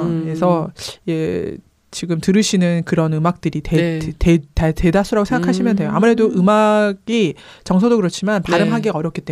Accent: South Korea; 제가 한국 사람이다 보니까

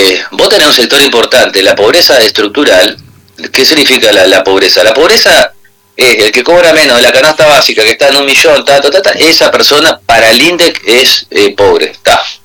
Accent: Concordia, Entre Ríos, Argentina; yo soy de Concordia, así como mi padre y fue mi abuelo, y mis hijos son de acá y seguramente mis nietos van a estar acá

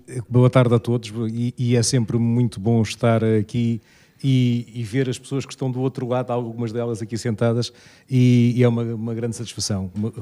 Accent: Lisbon, Portugal; E eu, como alfacinha de gema, portanto, acho que é extraordinário

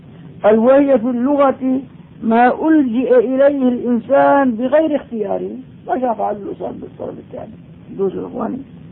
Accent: Damascus, Damascus Governorate, Syria; اما الان عندنا في دمشق ما شاء الله صار البناء مفخرة،

